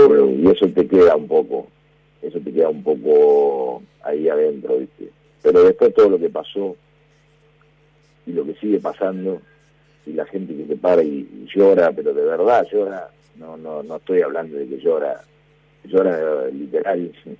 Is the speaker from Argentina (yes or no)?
yes; Argentina; estábamos en Brasil, somos argentinos y hablábamos en inglés